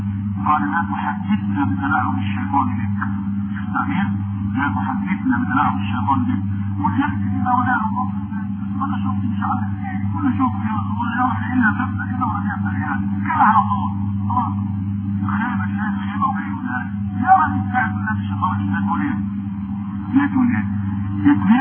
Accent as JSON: {"language": "Arabic", "country": "Egypt", "said": "وخاصة أنا أقول في بلدنا مصر"}